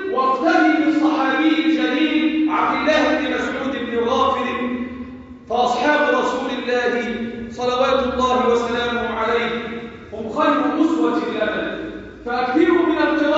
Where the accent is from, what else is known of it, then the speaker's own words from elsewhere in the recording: Egypt; واحفظ بلدنا مصر